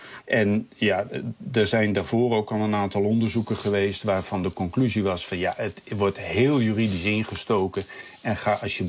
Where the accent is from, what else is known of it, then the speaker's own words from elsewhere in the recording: Groningen, Netherlands; als Groninger moet je ook wat meer van die dingen weten dan een gemiddelde Nederlander